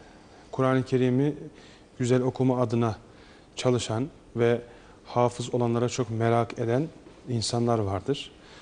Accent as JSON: {"language": "Turkish", "town": "Alaçam", "region": "Samsun", "country": "Turkey", "tie": "born there", "said": "Samsun Alaçam, 1986, İncirli Mahallesi'nde dünyaya geldim. 2007 yılından itibaren bir fiil ben de imamlık vazifemi yapıyorum. Hafızım, evliyim"}